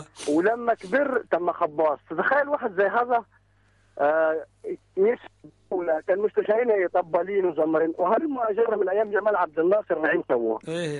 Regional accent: Egypt; now in Libya; مصر، عايش في ليبيا.

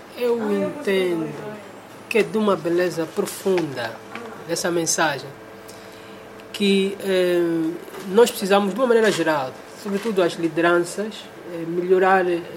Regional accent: Angola; Sim, eu sou angolano.

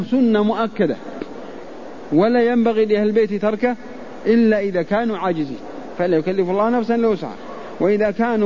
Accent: Al-Qassim, Saudi Arabia; نحن الحقيقة قريب منكم، نحن نجي من القصيم بس لدروس الحرم في أيام الحج

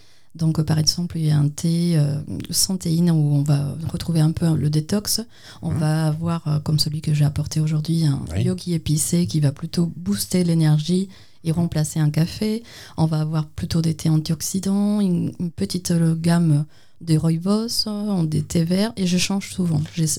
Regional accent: Cuba; je viens d'une école d'art, en fait.

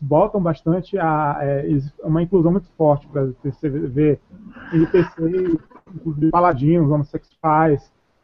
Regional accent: Salvador, Bahia, Brazil; Eu, como soteropolitano da Bahia, toda essa mistura de culturas, eu gosto bastante

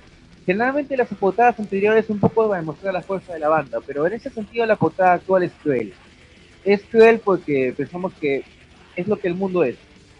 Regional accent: Peru; obligatoriamente pues somos de Perú.

